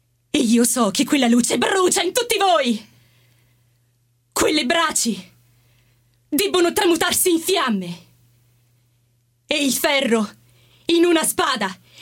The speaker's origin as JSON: {"language": "Italian", "town": "Gioia del Colle", "region": "Apulia", "country": "Italy", "said": "vengo dalla Puglia."}